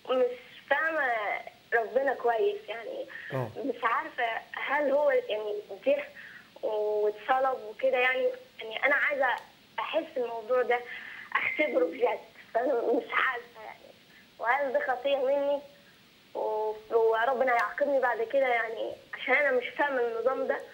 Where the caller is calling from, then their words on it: Minya, Minya Governorate, Egypt; من المنيا